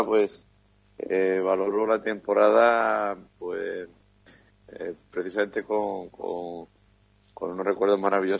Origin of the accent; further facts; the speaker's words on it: Sanlúcar de Barrameda, Andalusia, Spain; salir de nuevo a hombro por mí a la plaza de mi tierra. Esa corrida en Sanlúcar de Barrameda